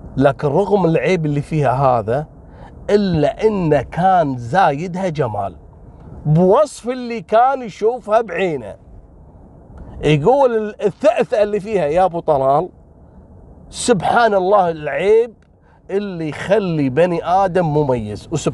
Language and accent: Arabic; Kuwait; والوضع عندنا بالكويت وين تشوف بنته تقعد وياها ب97 يعني،